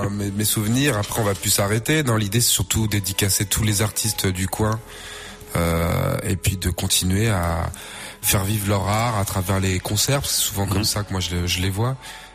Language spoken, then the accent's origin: French; Orléans, Centre-Val de Loire, France; je suis d'Orléans, je suis né à Orléans, je suis un enfant du pays